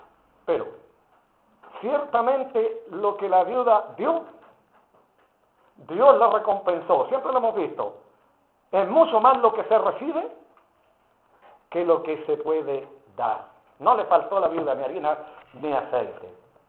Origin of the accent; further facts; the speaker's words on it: Chile; lo que uno ponga en la mesa como chileno nos cuesta